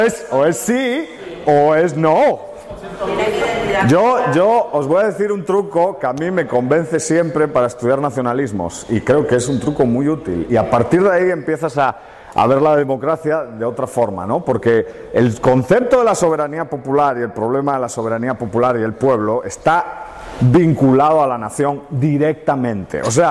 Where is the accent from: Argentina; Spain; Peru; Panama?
Spain; Y eso es un problema que como españoles tenemos, ¿no?